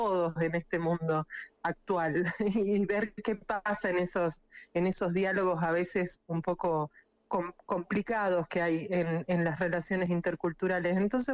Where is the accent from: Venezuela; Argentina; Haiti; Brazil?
Argentina; Salta; also born or lived in Buenos Aires; yo soy salteña, estudié cine en la Universidad de Buenos Aires, en imagen y sonido, diseño de imagen y sonido